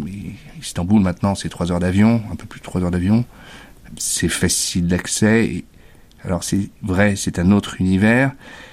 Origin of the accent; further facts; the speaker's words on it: Paris, Île-de-France, France; je suis parisien d'origine normande.